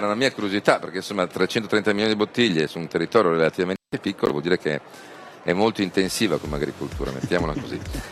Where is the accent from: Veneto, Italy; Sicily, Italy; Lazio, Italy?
Veneto, Italy; poi da Veneto si figuri se ho qualcosa contro il Prosecco